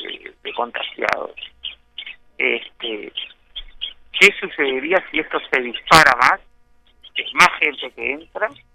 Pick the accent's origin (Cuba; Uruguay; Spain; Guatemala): Uruguay; yo te hablo como ciudadano uruguayo y como persona que vive en este lugar paradisíaco que es Maldonado, Punta del Este.